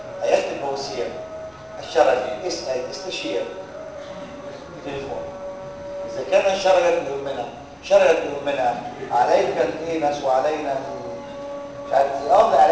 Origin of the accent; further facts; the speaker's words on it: Egypt; على فكره عندنا في مصر اقول لهم حاجه للاسف اللي تعرفوها